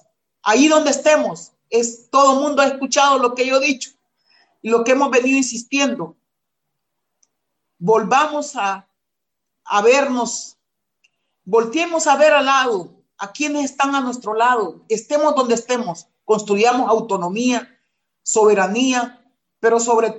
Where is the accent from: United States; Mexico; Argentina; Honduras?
Honduras; Ese es un plan macabro para el tercer destierro del pueblo garífuna. Y tenemos que enfrentar eso, y las mujeres estamos enfrentándolo.